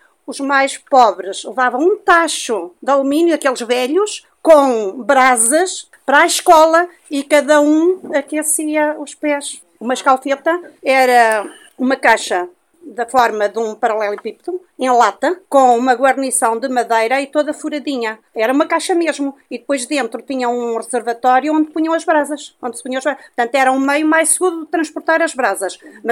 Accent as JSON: {"language": "Portuguese", "region": "Guarda", "country": "Portugal", "said": "Pronto, eu sou da Guarda, uma zona fria."}